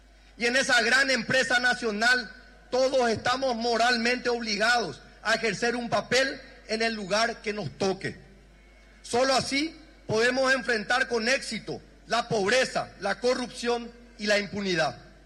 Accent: Paraguay; Ante todo y sobre todo, somos paraguayos.

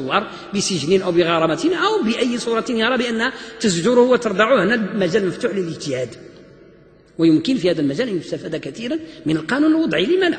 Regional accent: Morocco; وعندنا في المغرب هذه الأمثلة موجودة إلى الآن في بعض البلاد الجنوبية مثلا، أنا أعرف ذلك

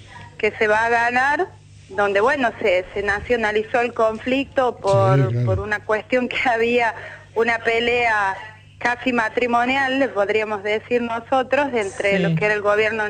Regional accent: La Rioja, Argentina; Nací en La Rioja y vivo todavía en La Rioja.

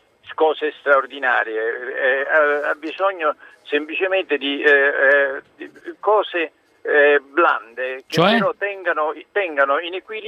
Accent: Campania, Italy; io sono napoletano, quindi facendo le corna dico che sto bene

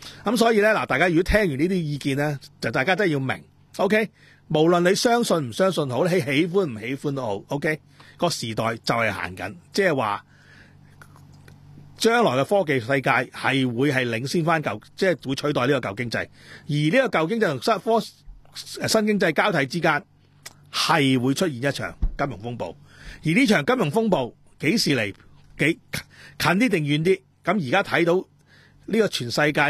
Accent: Hong Kong; 就係光复我哋香港人免于恐惧嘅自由。

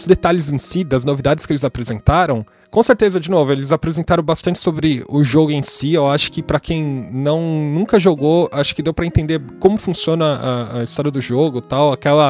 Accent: Brazil; então, como a gente é brasileiro, a gente não vai comemorar algumas coisas que são tipicamente nossas, né?

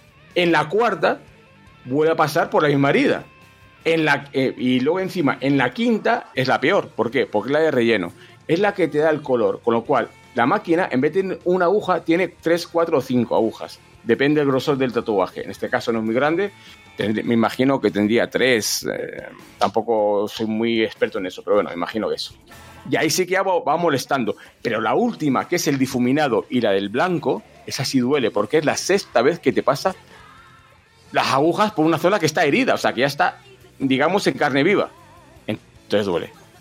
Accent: Valladolid, Castile and León, Spain; Soy de Valladolid, evidentemente.

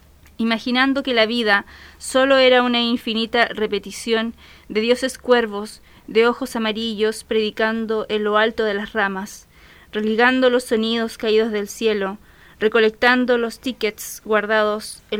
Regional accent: Biobío, Chile; Entonces, combino eso con el tema de mi pueblo, de mi tierra natal, del Golfo Arauco, el tema de la minería

